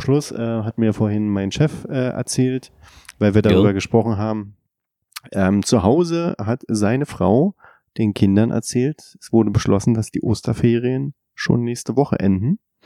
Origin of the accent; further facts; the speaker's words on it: Berlin, Germany; Als Berliner natürlich passend.